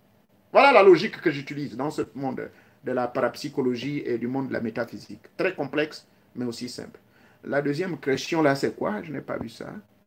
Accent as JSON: {"language": "French", "country": "Gabon", "said": "Chez nous, au Gabon, on m'a appris"}